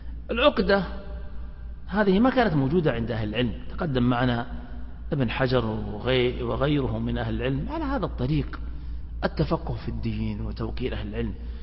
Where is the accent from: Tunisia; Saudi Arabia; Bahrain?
Saudi Arabia; بلادنا المملكة العربية السعودية بحمد الله تبارك وتعالى تخلو من هذا التعصب